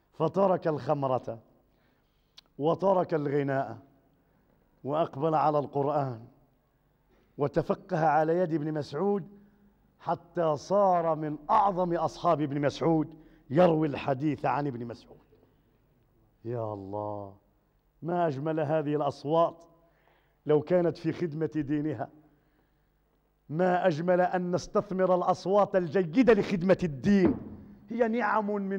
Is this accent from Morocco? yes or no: yes; Morocco; عندنا في المغرب دات مليار في 3 سوايع